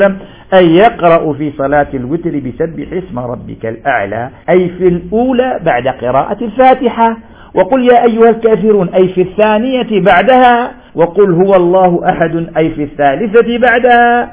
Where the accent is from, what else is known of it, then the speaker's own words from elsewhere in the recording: Algeria; لأن في عرفنا في الجزائر الشفع ومال النافلة البعدية